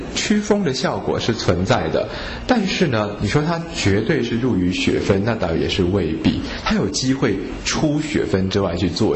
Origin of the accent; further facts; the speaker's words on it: China; 跟我们中国人说天空那个穹苍的穹就已经相通了